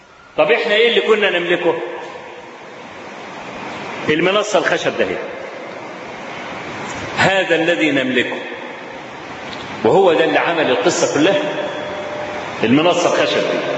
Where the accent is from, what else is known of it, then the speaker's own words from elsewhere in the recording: Egypt; هو موجود عندنا في مصر